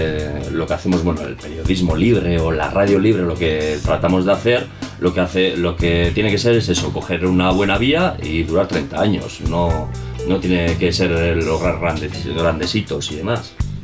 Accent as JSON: {"language": "Spanish", "town": "Galdakao", "region": "Basque Country", "country": "Spain", "said": "yo vengo de otro pueblo, soy de Galdaco, y pues me vine aquí un poco tirando por el interés por la radio libre"}